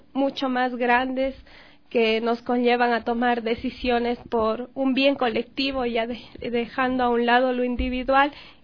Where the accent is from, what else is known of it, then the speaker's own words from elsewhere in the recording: Espíndola, Loja, Ecuador; now in Quito, Ecuador; yo soy oriunda del cantón Espíndola, que no muchos conocen aquí en Quito, que siempre les menciono de mi cantón es y dónde queda. Es un cantón fronterizo de la provincia de Loja. A muy temprana edad salí de mi cantón